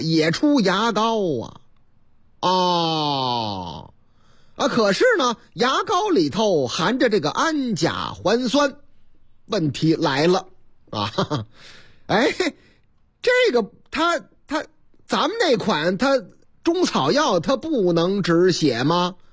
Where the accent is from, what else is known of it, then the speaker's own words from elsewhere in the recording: Zhucheng, Shandong, China; 话说我老家。山东诸城